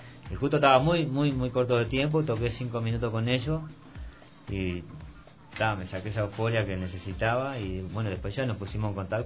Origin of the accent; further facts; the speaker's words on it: Montevideo, Uruguay; ¿verdad? Yo soy uruguayo, yo soy un barrio de La Teja. Un barrio muy candombero, muy murguero, muy carnavalero.